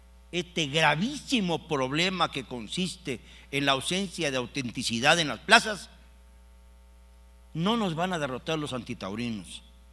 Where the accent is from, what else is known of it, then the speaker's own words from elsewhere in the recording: Mexico; Hagamos valer nuestra fuerza como aficionados y como hombres y como mexicanos.